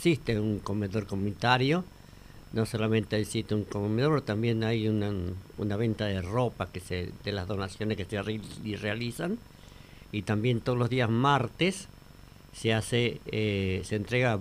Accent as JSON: {"language": "Spanish", "town": "General Enrique Mosconi", "region": "Salta", "country": "Argentina", "tie": "born or raised there", "said": "de todos los vespucheños"}